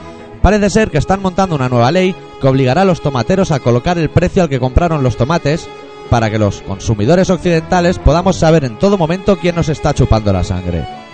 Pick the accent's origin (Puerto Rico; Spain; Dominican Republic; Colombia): Spain; Catalonia; Si los únicos que le ponemos tomate al pan somos los catalanes.